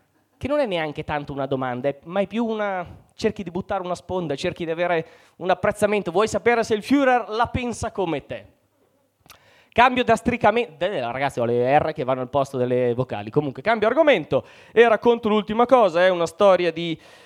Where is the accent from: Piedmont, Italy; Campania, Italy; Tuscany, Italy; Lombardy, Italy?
Lombardy, Italy; Mantua; avevo 20 anni, quindi parliamo di 19 anni fa, facevo l'università a Parma, io sono di Mantova, quindi Parma era molto comoda